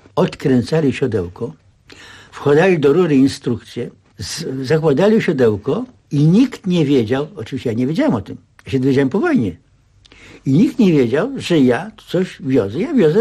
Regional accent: Warsaw, Masovian Voivodeship, Poland; Więc jeżeli ja z Mokotowa, z tak dalekiej, odległej, zdążyłem i do szkoły

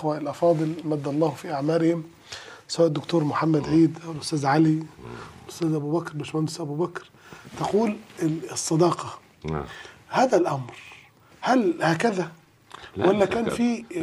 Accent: Upper Egypt, Egypt; انا عشان صعيدي عدتها

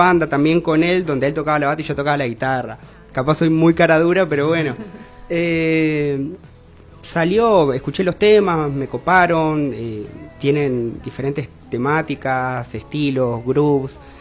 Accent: Concordia, Entre Ríos, Argentina; now in Santa Fe, Argentina; yo soy de Concordia. Viste, todos paramos acá en Santa Fe

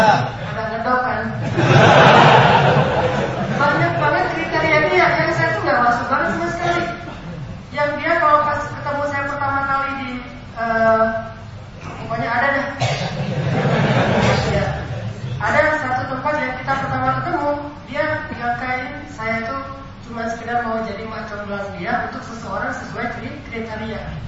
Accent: Aceh, Indonesia; Saya orang Sumatera, Aceh, yang dulu lagi rame-ramenya GAM.

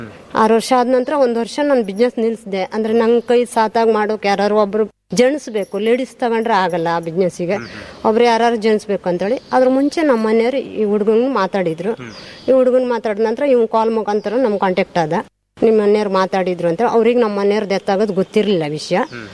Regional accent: Honnavar, Karnataka, India; ಹೊನ್ನಾವರದವರೇ sir. ನಾವು ಮೂಲತಃ ಅಂದ್ರೆ ನಮ್ಮನೆಯವರು ಅದ್ರ ಮುಂಚೆ ಎಲ್ಲ ಊರಲ್ಲಿ ಎಲ್ಲ ಬಾಡಿಗೆ ಇದ್ದಿದ್ರು. ಹೊನ್ನಾವರದಲ್ಲಿ ಬಾಡಿಗೆ ಇದ್ದಿದ್ರು. ನಾನು ಹೊನ್ನಾವರದವಳೆ ಮೂಲತಃ ತಾಯಿ ಮನೆ.

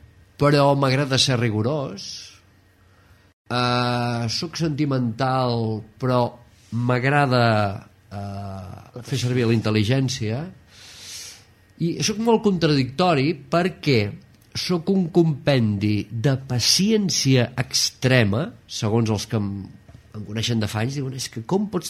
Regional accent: Caldes de Malavella, Catalonia, Spain; born there; tinc 51 anys, vaig néixer a Caldes de Malavella un 21 d'agost de 1959, estic molt content d'haver nascut al poble de l'Aigua Calenta

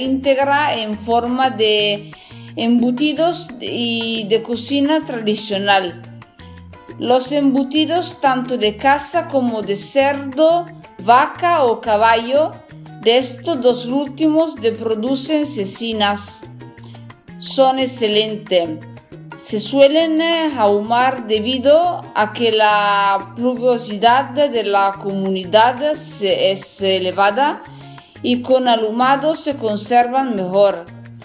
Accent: northern Italy, Italy; Spanish is a second language; soy italiana del norte de Italia, soy una cocinera, trabajo, estudio para aprender más sobre este trabajo, estudio español por el mismo y me perdonen si voy a hacer un poco de mala pronunciación.

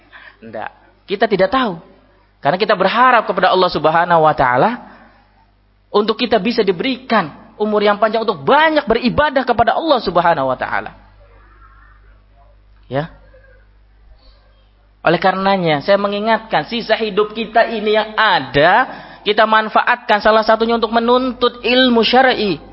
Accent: Java, Indonesia; saya bukan orang Sulawesi, orang Jawa. Ma, puang, saya sudah sepuh, sudah senja.

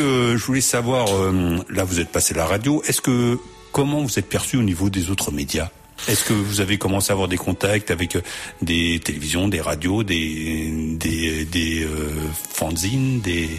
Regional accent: France; accent: French; c'était The Wilds avec … voilà, avec mon accent français.

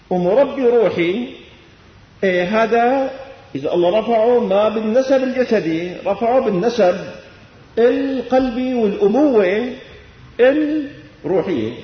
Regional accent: Damascus, Damascus Governorate, Syria; ما إني ابن الشام، في بالشام ملايين

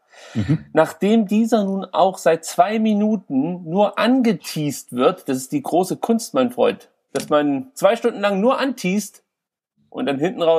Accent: East Germany, Germany; Ich komme aus dem Osten und da sagen wir machen uns ein Pussing.

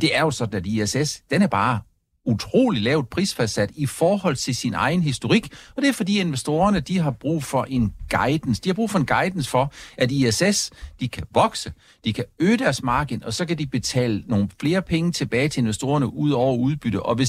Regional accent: Region of Southern Denmark, Denmark; hvis man tager til Fyn, hvor jeg kommer fra

